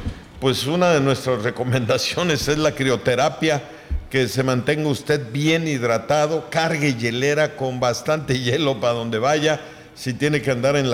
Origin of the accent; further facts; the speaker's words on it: Mexico; Acuérdese que todos somos mexicanos